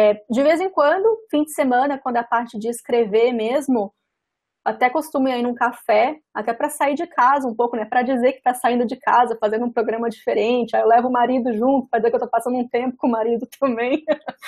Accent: Espírito Santo, Brazil; now in São Paulo, Brazil; Para quem não sabe, eu sou capixaba, capixaba da Gema. Quando eu me mudei para São Paulo

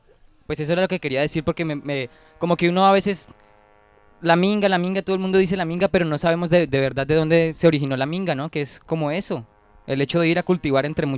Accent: Colombia; me hace pensar también en la discriminación que nosotros como colombianos también tenemos hacia nosotros mismos

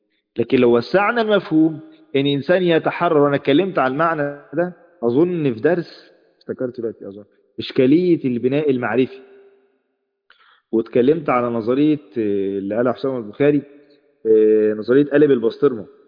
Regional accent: Egypt; عندنا في مصر، مش عارف انتوا عارفين النيش ولا

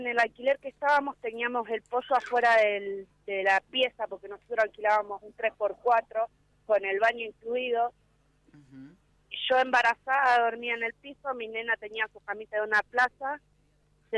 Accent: Pergamino, Buenos Aires Province, Argentina; moved away; Nosotros sí somos de Pergamino, hace 5 años que vinimos acá.

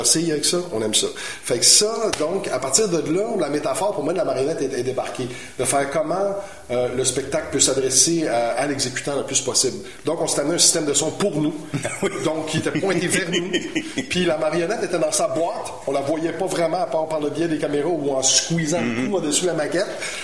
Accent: Montreal, Quebec, Canada; il y a beaucoup d'anglicisme dans ce que je dis, je suis montréalais très assumé

